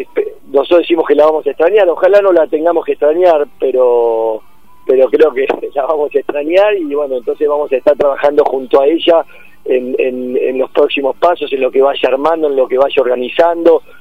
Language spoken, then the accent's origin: Spanish; Argentina; somos todos argentinos, estamos acá, y queremos lo mejor para nuestra patria